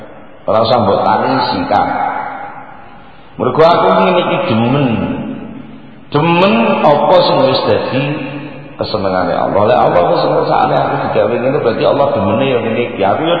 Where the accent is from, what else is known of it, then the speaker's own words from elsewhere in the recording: Java, Indonesia; Kerana ini kali keadaan yang lebih khusus saya orang Jawa ngarani grogusiko.